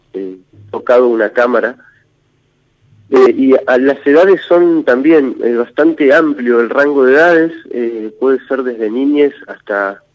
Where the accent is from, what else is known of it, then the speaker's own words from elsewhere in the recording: Viedma, Río Negro, Argentina; porque obviamente yo soy de Viedma